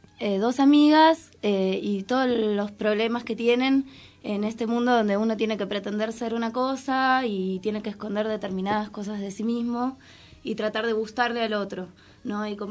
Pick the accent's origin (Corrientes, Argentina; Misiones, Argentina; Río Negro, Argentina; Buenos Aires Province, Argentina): Buenos Aires Province, Argentina; Moreno; yo que soy de acá, de Moreno.